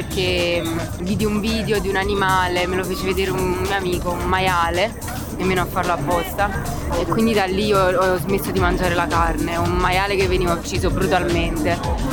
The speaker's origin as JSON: {"language": "Italian", "town": "Salerno", "region": "Campania", "country": "Italy", "said": "Di Salerno."}